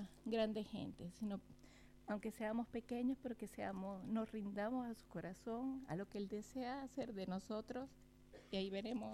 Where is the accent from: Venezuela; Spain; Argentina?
Venezuela; yo soy de Venezuela